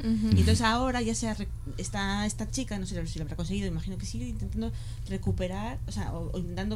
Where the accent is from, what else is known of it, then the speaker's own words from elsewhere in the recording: France; accent: French; Spanish is a second language; Perdón por mi acento francés.